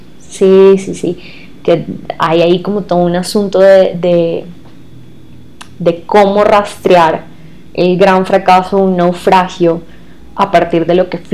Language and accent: Spanish; Venezuela; porque soy de Venezuela, y para la gente a veces es como que todo venezolano es costeño. No, yo vengo de un lugar lejano al mar, y yo no sé nadar.